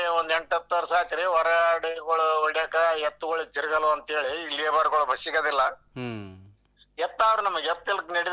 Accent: Chinchodi, Karnataka, India; ನಮ್ಮ ಚಿಂಚೋಡಿ ಮುಂದೆ ಐತ್ರಿ ಹೊಳೆ

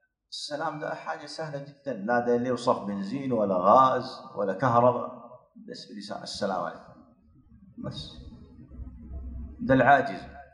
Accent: Omdurman, Khartoum, Sudan; عندنا في أم درمان مركز تحفيظ القرآن للنساء

